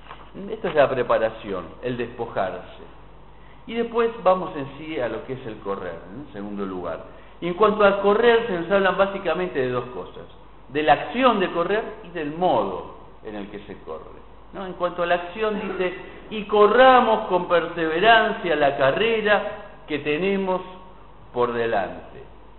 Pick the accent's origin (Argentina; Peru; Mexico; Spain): Argentina; Y tenemos un poco de como argentinos bastante esto de, ¿no?, las teorizaciones